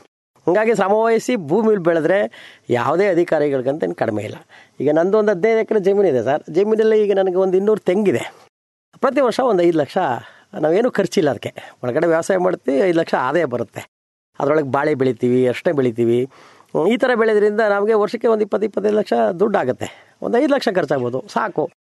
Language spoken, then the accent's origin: Kannada; Mudunalli, Karnataka, India; ನಂಜನಗೂಡು ತಾಲೂಕು ಮುಡುನಳ್ಳಿ ಗ್ರಾಮ ಸರ್. ಒಂದು ರೈತರು, ನಮಗೆ ಒಂದು 15 ಎಕರೆ ಜಮೀನಿದೆ ಸರ್.